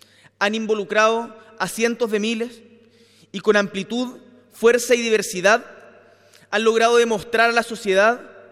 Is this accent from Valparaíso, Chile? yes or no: no; Magallanes, Chile; Yo vengo desde Magallanes